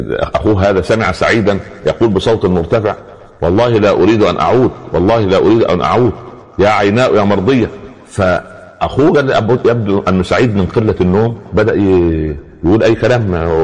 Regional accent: Upper Egypt, Egypt; عندنا في الصعيد على القدر برمة

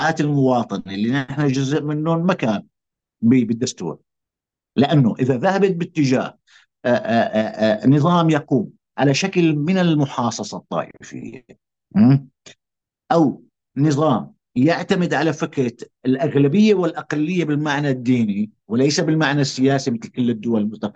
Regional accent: Syria; يعني أنا متفاجئ هيئة كسوري، أنا وجهة نظري وما أعرف عن المجتمع السوري مجتمع متنوع

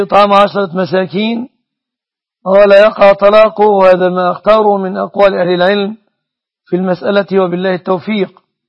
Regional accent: Egypt; أما الوضع عندنا في مصر فعلى النحو المذكور

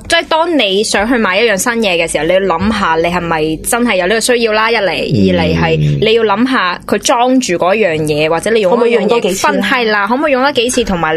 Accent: Fujian, China; 咁我哋嗰時我哋福建人咧

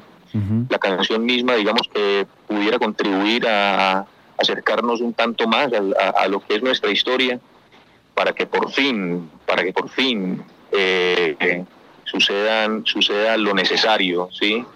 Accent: Copacabana, Antioquia, Colombia; me dirijo ya hacia mi pueblo, hacia el municipio de Copacabana.

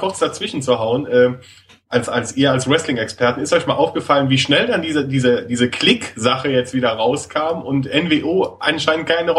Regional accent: Rhineland, Germany; Ich als Rheinländer habe da natürlich genau ähnliche Lebensbedingungen wie in Rio de Janeiro.

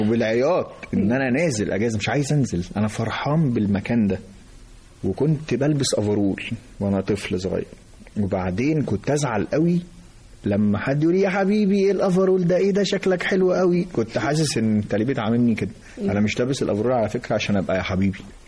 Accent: Egypt; أنا أسرة مصرية متوسطة،

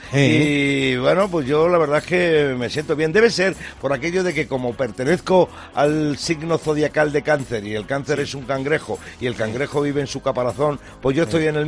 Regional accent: Talavera de la Reina, Castilla-La Mancha, Spain; desde mi tierra, una paisana mía, Isabel Fernández, desde Talavera de la Reina.

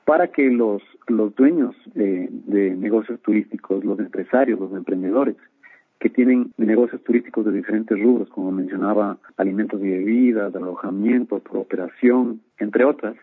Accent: Quito, Pichincha, Ecuador; para que nosotros mismos, como ecuatorianos, como quiteños, conozcamos, nos interesemos más, ver todas estas maravillas que tiene la ciudad, que tiene nuestro país

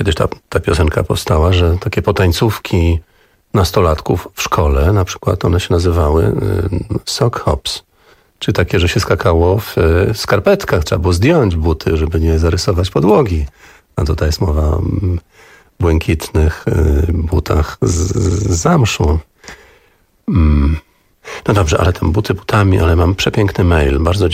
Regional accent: Pomeranian Voivodeship, Poland; ozdobiony po kociewsku, bo pochodzimy z tego regionu Polski

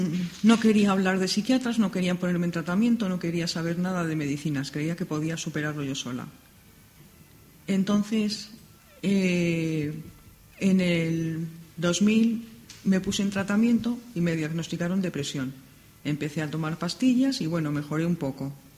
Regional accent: Madrid, Community of Madrid, Spain; tengo 50 años, estoy casada y soy natural de Madrid.

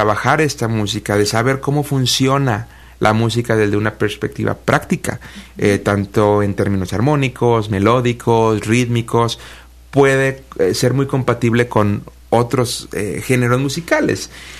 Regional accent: Mexico; born there; a México hace 5 años, entonces estoy comenzando a conocer este hermoso país. Yo nací en México, pero no me crié aquí.

